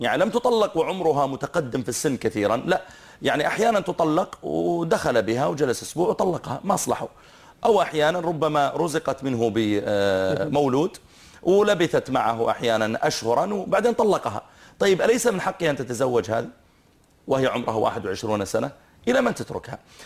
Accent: Saudi Arabia; نحن عندنا في السعودية

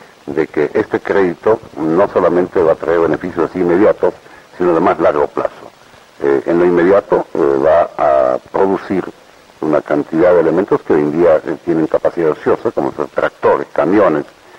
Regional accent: Argentina; yo diría como empresario, me voy a poner muy triste y como argentino muy indignado.

